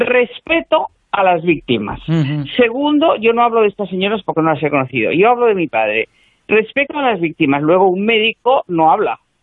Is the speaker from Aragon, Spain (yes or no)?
no; Galicia, Spain; porque nosotros somos gallegos y ella estaba en Galicia